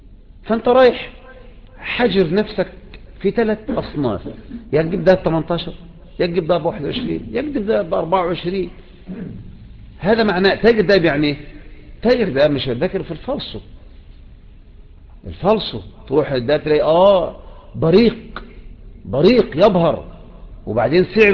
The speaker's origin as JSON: {"language": "Arabic", "country": "Egypt", "said": "وبكرة جيت الكياك عندنا في مصر"}